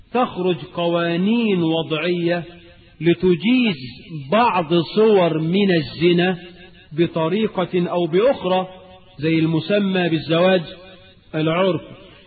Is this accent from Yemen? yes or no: no; Egypt; وانا قرأت في احدى الجرائد عندنا في مصر خبر كده